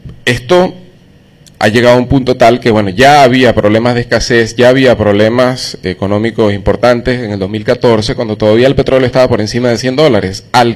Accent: Venezuela; Somos los venezolanos los que tenemos que resolver los problemas que tenemos.

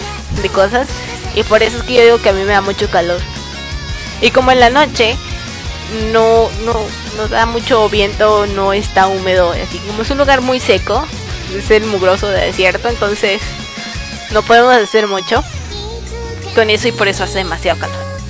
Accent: Mexico; Soy mexicana, pero es lo único que les voy a decir.

